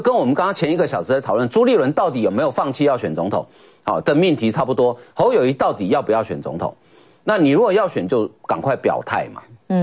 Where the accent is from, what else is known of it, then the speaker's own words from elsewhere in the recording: Taiwan; 就我们台湾话常常讲一句话